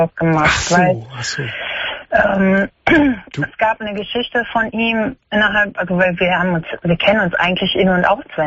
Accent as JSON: {"language": "German", "region": "Baden-Württemberg", "country": "Germany", "said": "also ich komme aus Baden-Württemberg. Mhm. Und ich hatte schon, also meine, ich wohne jetzt in Nordrhein-Westfalen."}